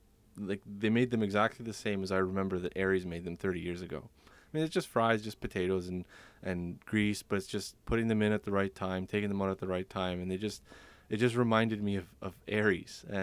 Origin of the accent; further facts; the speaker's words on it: Toronto, Ontario, Canada; I'm from Toronto, Ontario, and the story's also from Toronto, Ontario.